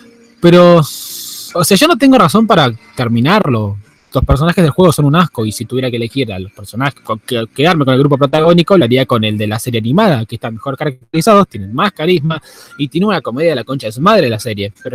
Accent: Argentina; Lamentablemente sí, soy argentino porque nací, crecí, creo que voy a morir en este país

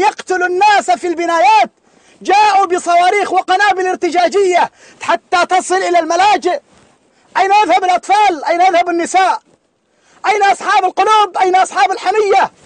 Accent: Mecca, Makkah Province, Saudi Arabia; now in Syria; أنا من السعودية من مكة، ولكن هؤلاء أهلي، تركت أهلي ومالي إلى هنا لأدافع عن هؤلاء

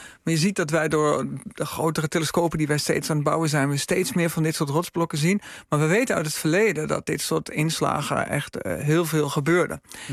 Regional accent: Enschede, Overijssel, Netherlands; Ik kom oorspronkelijk uit Enschede.

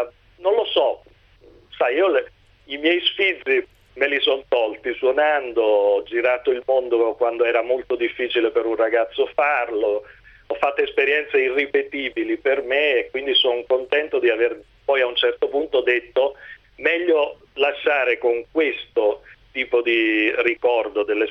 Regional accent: Potenza, Basilicata, Italy; moved away as an adult; now in Pavia, Italy; io sono lucano, sono di Potenza, nato a Potenza, ma vivo in Lombardia, a Pavia, quando avevo 18 anni

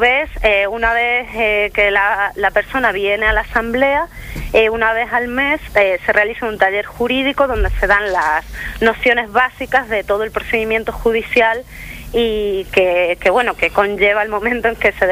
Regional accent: Argentina; born there; Yo nací en Argentina.

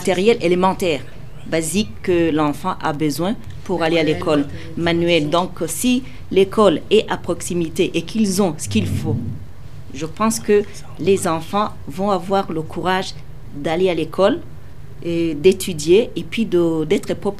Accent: Gitega, Gitega Province, Burundi; Alors moi je suis originaire de Gitega, sur la commune de Biloré.

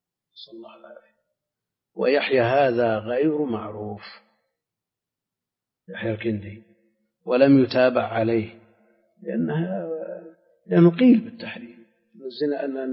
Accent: Al-Qassim, Saudi Arabia; لا، عندنا في القصيم كثير تزوج اثنتين

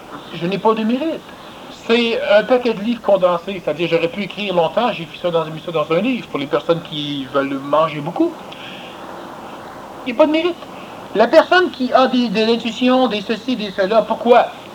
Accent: Australia; French is a second language; Moi, j'ai répondu « Oui, puis il y a plusieurs qui pensent que je suis un gourou. Je viens d'Australie

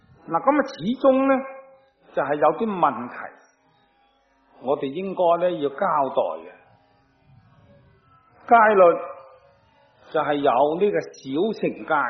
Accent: Guangdong, China; 我哋广东人话叫做和顺榄啊，即系外省人说嗰啲金榄啊。

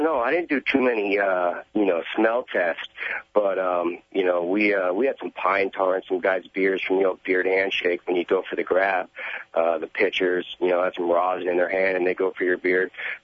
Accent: Napa Valley, California, United States; You know, I'm from Napa Valley, Sonoma County, the wine country.

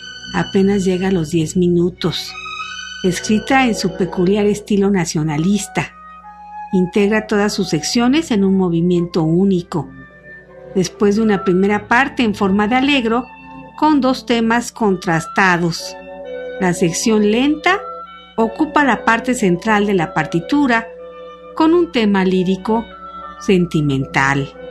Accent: Jalisco, Mexico; Yo también soy jalisciense

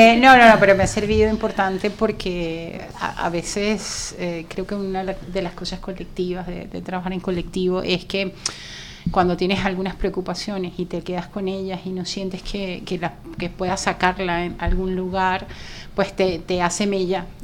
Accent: Venezuela; así como me ha atravesado las violencias desde donde vengo, soy venezolana.

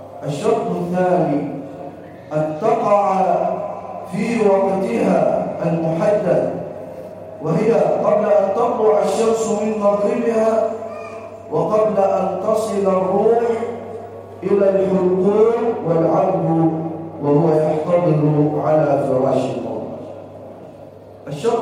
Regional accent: Egypt; واجعل بلدنا مصر راحة للأمن والأمان والسلم والسلام

